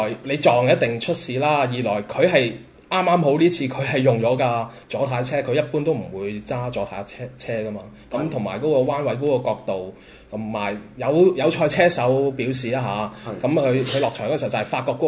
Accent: Macau; 我諗作為澳門人，大家都感受得到㗎啦。

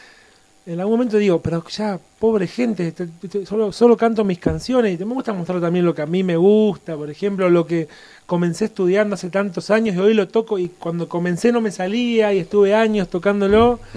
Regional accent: Santa Isabel, Santa Fe, Argentina; la compuse en mi pueblo, en Santa Isabel, un pueblo de 4.000 habitantes, muy pequeño, al sur de la provincia de Santa Fe, muy pegado a Venado Tuerto

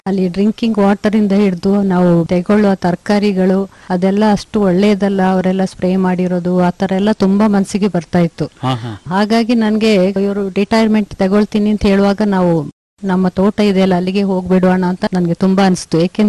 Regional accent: Napoklu, Karnataka, India; ನಾನು ನಾಪೋಕ್ಲಿಂದ ಬಂದವಳು. ಬಾಲ್ಯದಲ್ಲಿ ನಮ್ಮ ತಂದೆ ತಾಯಿ ನಮ್ಮ ಅಜ್ಜ ಅಜ್ಜಿಯವರೆಲ್ಲ ಕೃಷಿಕರೇ.

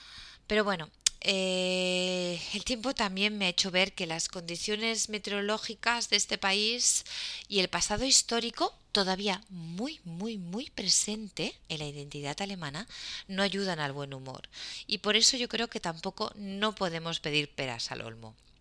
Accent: Figueres, Catalonia, Spain; now in Germany; soy de España, de Figueras, la ciudad del famoso pintor surrealista Salvador Dalí.

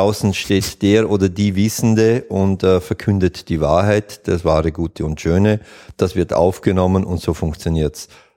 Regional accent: Vorarlberg, Austria; Nein, ich bin Vorarlberger

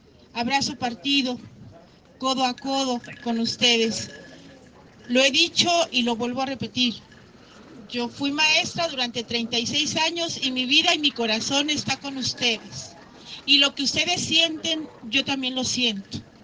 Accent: Mexico; estoy aquí como maestra, estoy aquí como maestra jubilada, también como ciudadana y como mexicana.

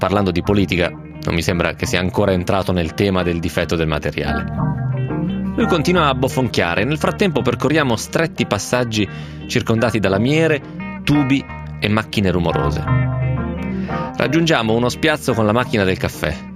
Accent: Lecco, Lombardy, Italy; Io sono di Lecco e conosco il mio dialetto

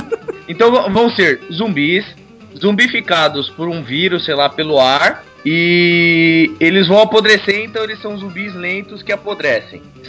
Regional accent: São Paulo, Brazil; É que eu sou de São Paulo, eu não tenho referência, eu não conheço o Rio de Janeiro.

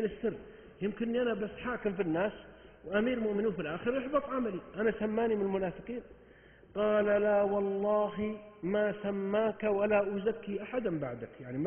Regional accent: Saudi Arabia; عندنا 8 صحف يومية و9 عندنا في السعودية هنا

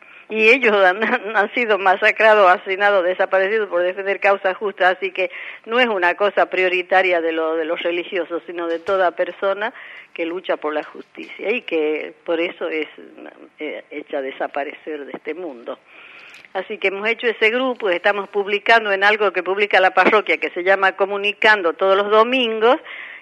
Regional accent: La Rioja, Argentina; somos riojanas, somos más conocidas en La Rioja

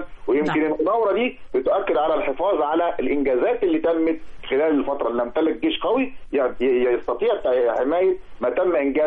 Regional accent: Egypt; احنا كشعب مصري

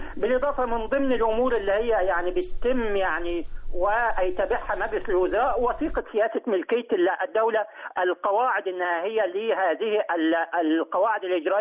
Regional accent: Egypt; ويمكن لدينا تجربة كمصريين كدولة مصرية لدينا الكوادر البشرية

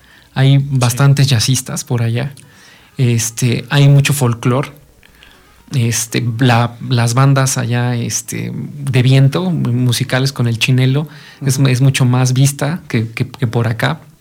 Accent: Ameca, Jalisco, Mexico; aquí en Ameca, algo que recuerdo mucho de mi tierra, de mi raíz, es que aquí hacíamos al principio

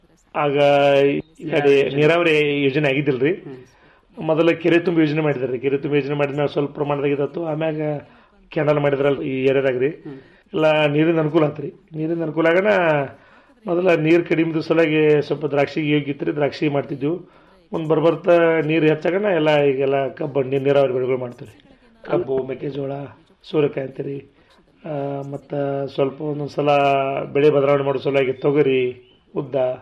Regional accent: Kankanawadi, Karnataka, India; ನಮ್ಮ ಮೂಲತಃ ನಮ್ಮೂರು ಜಮಖಂಡಿ ತಾಲೂಕಿನ ಕಂಕನವಾಡಿ ಗ್ರಾಮ ರೀ. ಅಂದ್ರೆ ನಮ್ದೆಲ್ಲ ಅವಿಭಕ್ತ ಕುಟುಂಬ ರೀ.

